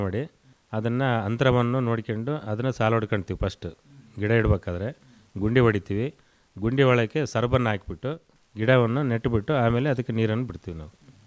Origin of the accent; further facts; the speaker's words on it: Byadarahalli, Karnataka, India; ನಾವು ನಮ್ಮೂರಿಂದನೇ 12 ಕಿಲೋಮೀಟರ್ ಆಯ್ತು ಹಿರಿಯೂರು.